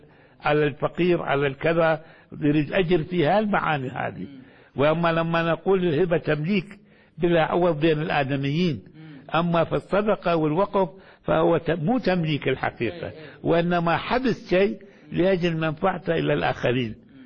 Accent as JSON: {"language": "Arabic", "town": "Baghdad", "region": "Baghdad Governorate", "country": "Iraq", "said": "ولذلك كانت عندنا في بغداد مثلا"}